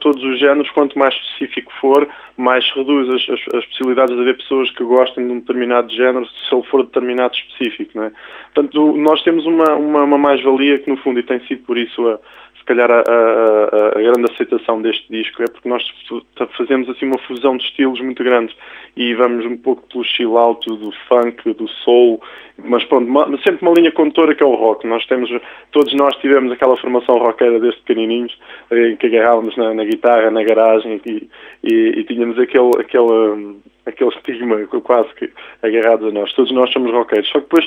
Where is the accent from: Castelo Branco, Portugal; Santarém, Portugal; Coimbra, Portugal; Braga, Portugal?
Santarém, Portugal; Rio Maior; eu pessoalmente até sou de Rio Maior